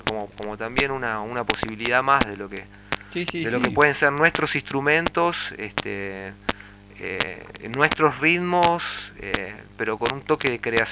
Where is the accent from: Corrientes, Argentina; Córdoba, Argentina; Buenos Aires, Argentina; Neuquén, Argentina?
Buenos Aires, Argentina; born there; como yo nací en la ciudad, nací en Buenos Aires, y no nací en un ambiente criollo.